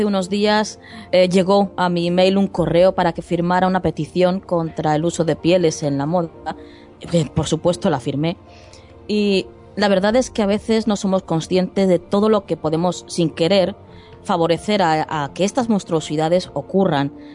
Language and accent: Spanish; Spain; a ver, que somos españoles